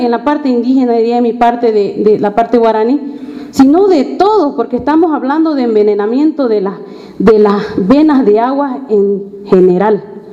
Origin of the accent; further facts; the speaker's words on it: Bolivia; tenemos que hacer llegar a todos los hermanos, como bolivianos.